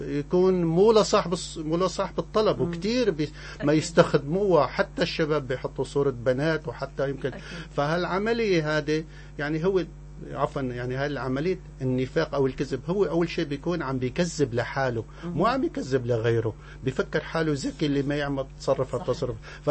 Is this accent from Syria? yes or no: yes; Syrian coast, Syria; انا سوري ابن الساحل السوري ما بقبل اي شيء بيمس بلدي انا فلاح ابن فلاح